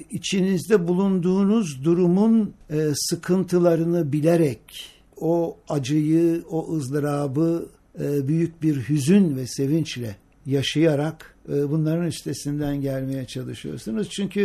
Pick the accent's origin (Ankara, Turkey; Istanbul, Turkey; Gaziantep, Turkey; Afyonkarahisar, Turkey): Afyonkarahisar, Turkey; Sandıklı; Ben bir Ege liyim, yani tam iç Ege diyelim. Sandıklılıyım. Afyon, evet. Afyon Sandıklılıyım ve o Sandıklılı olmam benim her hayatımın her alanına girmiştir.